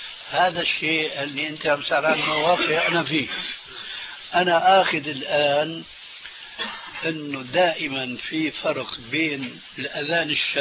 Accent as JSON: {"language": "Arabic", "town": "Damascus", "region": "Damascus Governorate", "country": "Syria", "said": "كما يقولون عندنا في الشام"}